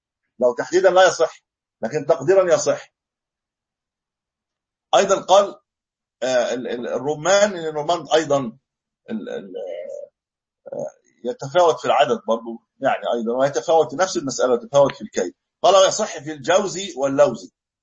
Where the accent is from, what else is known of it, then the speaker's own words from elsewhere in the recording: Egypt; يعني ما مش عندنا في مصر